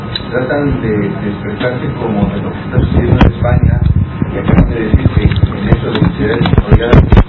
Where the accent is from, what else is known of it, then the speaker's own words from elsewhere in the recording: Mexico; Bueno, pues. En verdad no soy el español, soy el americano, soy mexicano